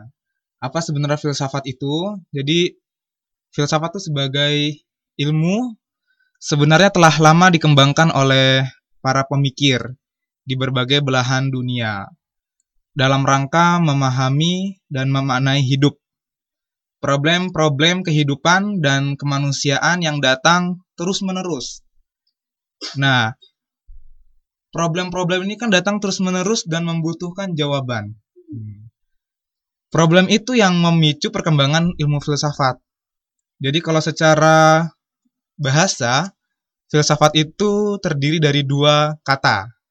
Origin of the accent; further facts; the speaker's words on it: Jakarta, Indonesia; Asli saya dari Tanjung Priok, Jakarta Utara, Kecamatan Koja.